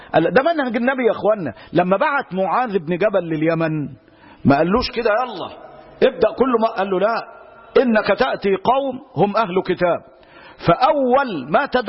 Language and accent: Arabic; Egypt; ده احنا عندنا في مصر يقول لك يا روح ما بعدك ايه